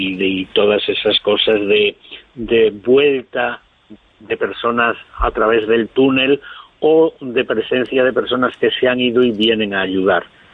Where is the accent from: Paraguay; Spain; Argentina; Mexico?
Spain; Galicia; yo soy gallego